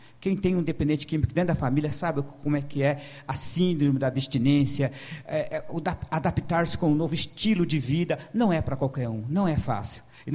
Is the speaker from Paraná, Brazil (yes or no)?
yes; Curitiba, Paraná, Brazil; Eu sou aí do Sítio Cercado, quem não me conhece, né? Sou natural de Curitiba, sou um curitibano nato, né? Oriundo dessa região bonita do Sítio Cercado.